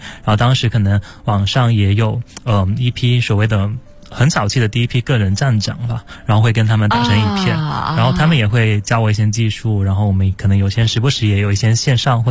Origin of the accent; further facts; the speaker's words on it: Guangdong, China; 我是可能大学之前都是在潮汕那边长大接受教育